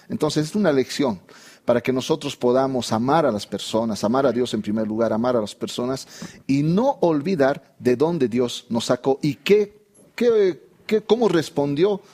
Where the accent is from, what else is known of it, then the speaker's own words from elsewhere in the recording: Bolivia; Y ahora, yo que estoy en mi país, acá en Bolivia